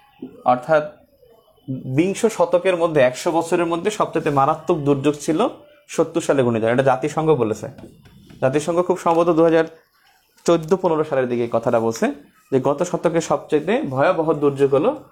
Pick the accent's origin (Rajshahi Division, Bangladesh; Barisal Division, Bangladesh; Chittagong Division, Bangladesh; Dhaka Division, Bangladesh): Barisal Division, Bangladesh; Char Biswas; also born or lived in Bauphal; জায়গা ছিল চর বিশ্বাস, নাম শুনছেন, এটা পটুয়াখালী জেলার মধ্যে চর বিশ্বাস নামে একটা জায়গা, ওই জায়গা আমাদের বাড়ি ছিল। এখন আমাদের বাড়ি হলো মানে ভিতরে আরও বাউফলে